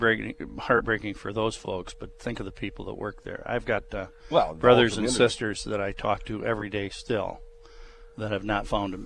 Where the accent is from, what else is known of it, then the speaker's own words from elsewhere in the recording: Michigan, United States; Yeah, that's what he said about my home state of Michigan.